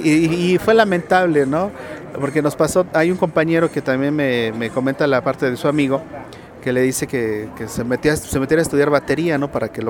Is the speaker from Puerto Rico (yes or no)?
no; Tlalnepantla, State of Mexico, Mexico; Por decreto soy de aquí, del Distrito Federal. Aquí estoy finalmente registrado. Mi niñez me la pasé en Tlanepantla, ya en la colonia La Presa. Y de ahí a varios lugares, hasta caer a Pachuca, Tizayuca, Ciudad Neza.